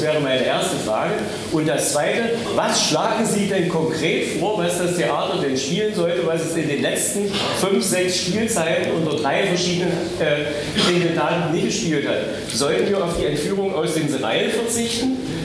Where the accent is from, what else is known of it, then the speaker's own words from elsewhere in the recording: Saxony-Anhalt, Germany; Also ich bin ja auch in der DDR groß geworden mit 50 Jahren. Ich bin im Landkreis Bitterfeld geboren, also ich weiß, wie das ist, wenn es schwer ist, wenn es dreckig ist und wenn es stinkt.